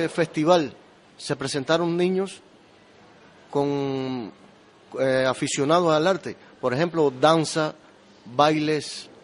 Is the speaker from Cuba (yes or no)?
yes; Cuba; now in Spain; Pues vengo de Cuba. Desde Cuba a Canarias.